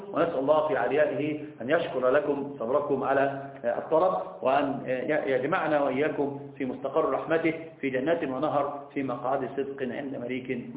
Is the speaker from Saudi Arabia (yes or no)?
no; Egypt; أنا عندنا في مصر يقولون في المثل اللي ما يعرفك إيش جاك